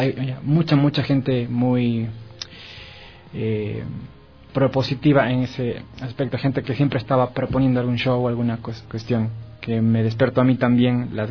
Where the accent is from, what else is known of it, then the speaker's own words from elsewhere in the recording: Cuenca, Azuay, Ecuador; now in Quito, Ecuador; cuando yo llegué de Cuenca tenía una perspectiva musical totalmente distinta, además cultural, porque Cuenca es una ciudad muy chévere, pero es bien chiquita y no hay todo lo que hay en Quito como capital